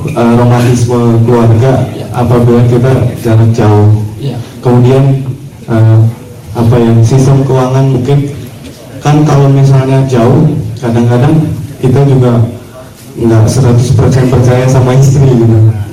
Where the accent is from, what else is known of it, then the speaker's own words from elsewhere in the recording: Indramayu, West Java, Indonesia; saya dari Indramayu.